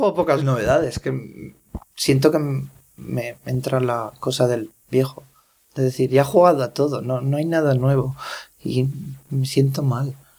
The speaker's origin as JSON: {"language": "Spanish", "region": "Aragon", "country": "Spain", "tie": "born or raised there", "moved": "yes", "said": "me voy a dar el lujo de organizar en mi pueblo perdido de la mano de Dios en Zaragoza una quedada con frikis de toda España si puedo"}